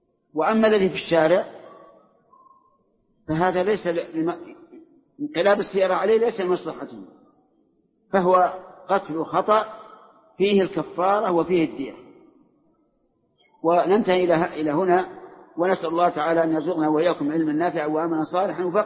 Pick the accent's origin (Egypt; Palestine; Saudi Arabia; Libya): Saudi Arabia; وأنا سعودي، أنت مصري وأنا سعودي